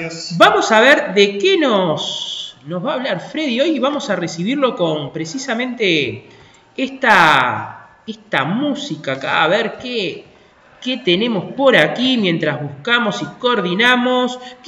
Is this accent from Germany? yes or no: no; Uruguay; este ritmo tan divino que nos identifica mucho como uruguayos, porque el tamboril es un elemento de nuestra cultura uruguaya.